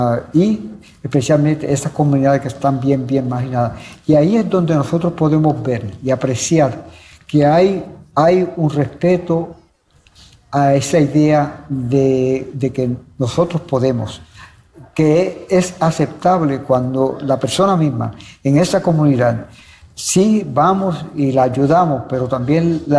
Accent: Puerto Rico; Y somos los puertorriqueños y las puertorriqueñas los y las que nos levantamos.

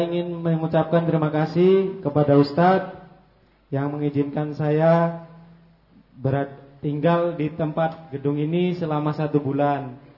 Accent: Sumatra, Indonesia; kalau di daerah Sumatera sana Ustadz, kondangan itu kan mendatangi tempat pernikahan gitu

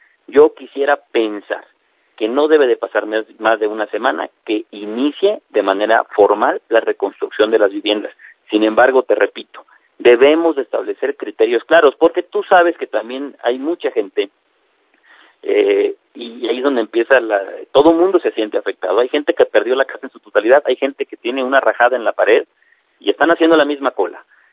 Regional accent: Unión Juárez, Chiapas, Mexico; es mi familia, mi pueblo, Unión Juárez.

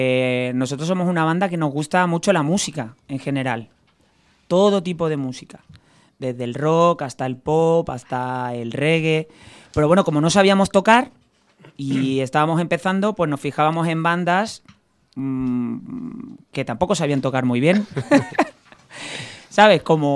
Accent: Málaga, Andalusia, Spain; El grupo lo formamos dos de Málaga, que soy yo, que se me nota, tú me lo has dicho antes, sí. ¿Eh? ¿Se me nota mucho el acento o no? Hay gente que dice que no tengo acento. Yo creo que tengo.

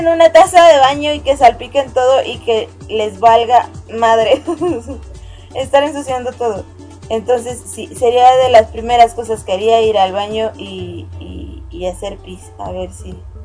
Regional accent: Mexico; o por lo menos en mi país no hay una radio local o de México, vaya, que genere contenido de anime.

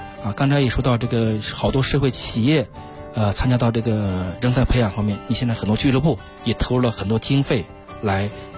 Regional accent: China; 实际这一块我们中国人啊，可能从古至今啊，就有一点重文轻武的一种理念

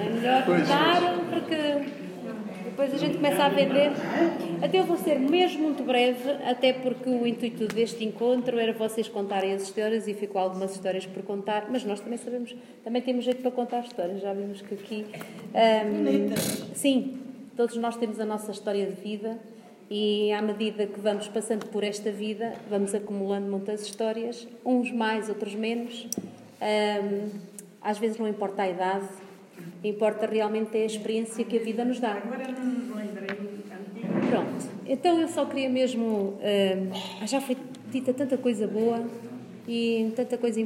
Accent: Nogueirinha, Portugal; Eu sou da localidade ao lado, sou de Nogueirinha, com muito orgulho, de uma aldeia muito pequenina, em que estas histórias para mim são muito familiares.

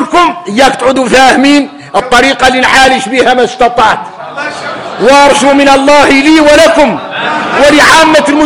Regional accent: Mauritania; احنا موريتاني

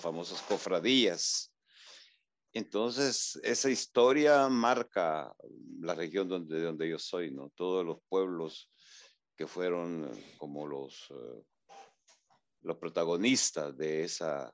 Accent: Ataco, Ahuachapán, El Salvador; soy originario del Salvador, de un pueblo que se llama Ataco, que es en la frontera con Guatemala. O sea, prácticamente mi pueblo está a, digamos, a unos 30 kilómetros de la frontera con Guatemala.

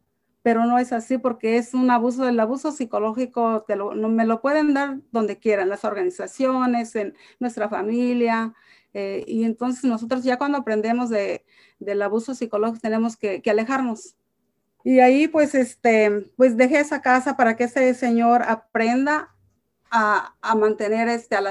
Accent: Michoacán, Mexico; now in United States; soy de Michoacán y estoy casada y tengo dos hijos. Soy trabajadora del hogar ya por 32 años y agradecida con Dios por llegar a este país de Estados Unidos

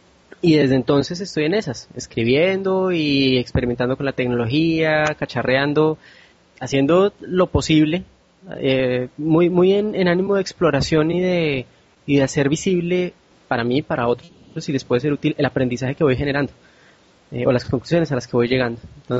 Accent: Colombia; now in Rio de Janeiro, Brazil; soy de Colombia y hoy les hablo desde Río de Janeiro.

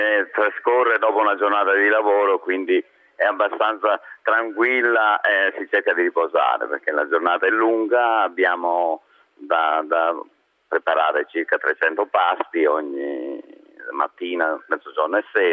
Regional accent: Trentino-Alto Adige, Italy; Noi veniamo dal Trentino

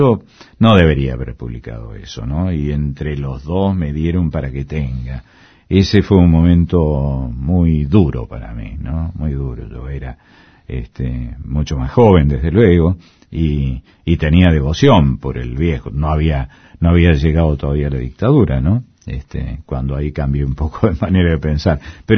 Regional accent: Córdoba, Argentina; Yo soy cordobés, además.

